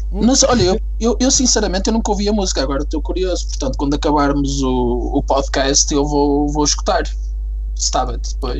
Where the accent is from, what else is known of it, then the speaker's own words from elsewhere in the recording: Porto, Portugal; sou português, sou do Porto.